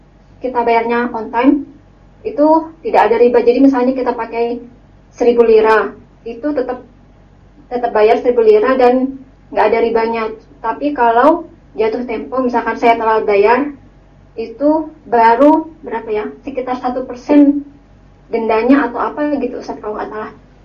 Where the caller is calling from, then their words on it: Turkey; di Turki.